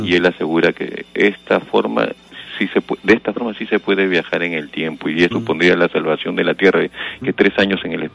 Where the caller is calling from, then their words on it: Miraflores, Lima, Peru; De Miraflores